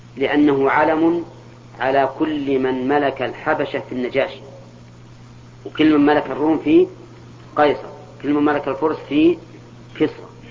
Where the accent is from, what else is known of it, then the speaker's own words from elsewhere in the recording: Al-Qassim, Saudi Arabia; الكنية عندنا في القصيم لكلها القصيم أولاد علي